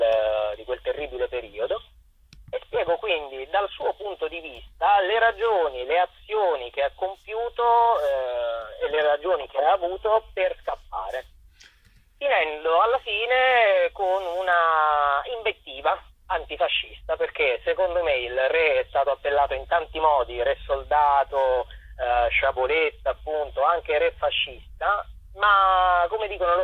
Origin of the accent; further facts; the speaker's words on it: Chieti, Abruzzo, Italy; per un altro spettacolo incentrato sulla storia della mia città natale di Chieti, ho scoperto che il re è scappato ed è scappato in direzione dell'Abruzzo.